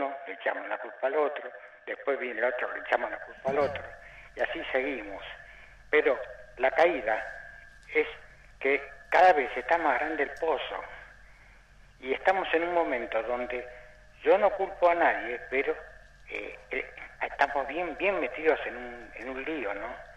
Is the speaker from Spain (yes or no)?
no; Bosques, Buenos Aires Province, Argentina; de Bosques.